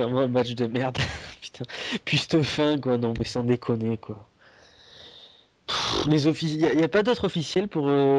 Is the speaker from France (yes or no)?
yes; France; moi je suis français